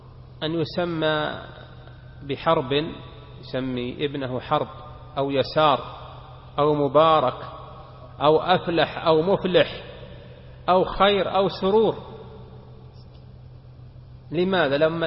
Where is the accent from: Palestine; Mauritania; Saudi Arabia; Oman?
Saudi Arabia; وفي بلادنا المملكة العربية السعودية